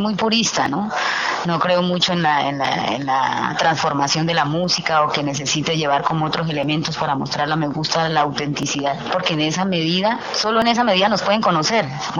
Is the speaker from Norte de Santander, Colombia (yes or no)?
no; Casanare, Colombia; Siempre pienso en colectivo, en Casanare tenemos como un espíritu muy libertario